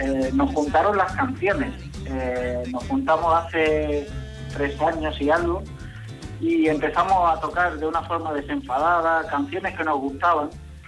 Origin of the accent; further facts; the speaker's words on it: Elda, Valencian Community, Spain; Vengo de Alicante, de la provincia de Alicante, concretamente de Elda.